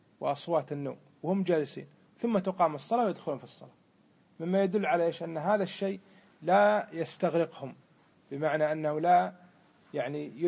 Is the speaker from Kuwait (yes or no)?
yes; Kuwait; يسمونه عندنا بالكويت إيش؟ بدمغة،